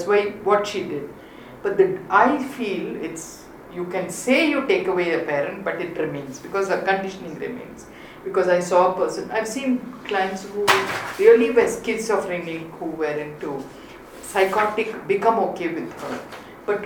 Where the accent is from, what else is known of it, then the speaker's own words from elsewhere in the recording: South India, India; as an Indian and somebody who's born and brought up in South India